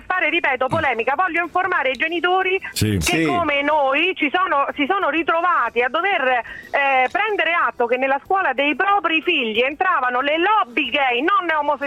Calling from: Rome, Lazio, Italy; siamo da Roma!

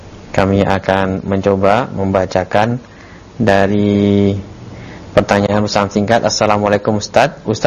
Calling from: Kalimantan, Indonesia; Karena banyak warga Kalimantan khususnya di daerah saya yang masih memakai pengobatan demikian.

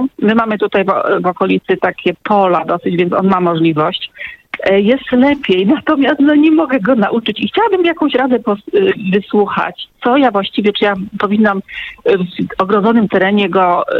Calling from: Rzeszów, Subcarpathian Voivodeship, Poland; Ja jestem z Rzeszowa i dzwonię w trochę innej sprawie.

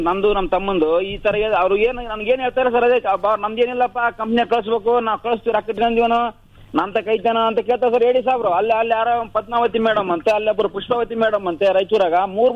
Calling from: Udbal, Karnataka, India; ನಮ್ಮ ಉದ್ಬಳ ಪಂಚಾಯತ್ ಆಗ್ತೀವಿ ಬರುತ್ತೆ ನಮ್ಮೂರು. ಉದ್ಬಳ ಪಂಚಾಯತ್ಗೆ ಅಂದ್ರೆ ನಮ್ಮ ಉಳ್ಳೂರು ಹೋಬಳಿಗೆ

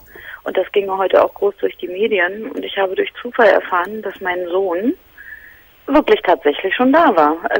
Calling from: Berlin, Germany; Und zwar hat bei uns in Berlin-Charlottenburg

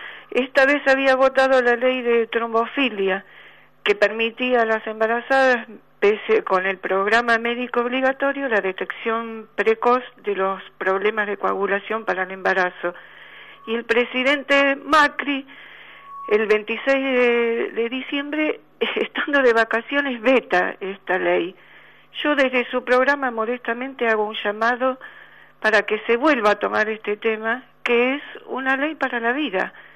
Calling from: Buenos Aires, Argentina; de Recoleta.

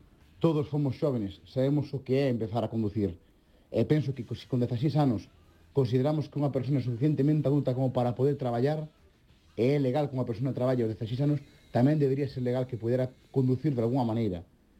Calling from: Pontevedra, Galicia, Spain; de Pontevedra

